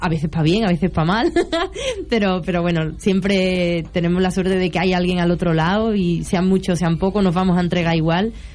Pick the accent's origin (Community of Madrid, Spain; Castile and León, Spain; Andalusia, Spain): Andalusia, Spain; A mí me gusta mucho Andalucía, mi tierra...